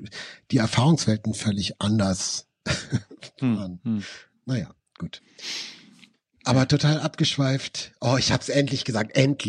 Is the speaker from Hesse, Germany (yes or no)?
no; Nuremberg, Bavaria, Germany; Ich glaube, das gibt es nicht mal in Nürnberg, wo ich aufgewachsen bin.